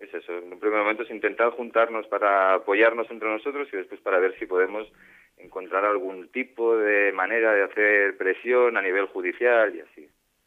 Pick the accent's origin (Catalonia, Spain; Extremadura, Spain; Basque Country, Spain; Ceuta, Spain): Catalonia, Spain; Yo soy de Cataluña.